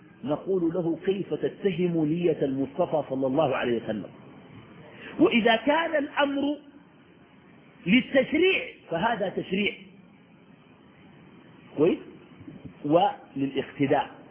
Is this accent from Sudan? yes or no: yes; Sudan; نحن عندنا في السودان الناس بكرسوا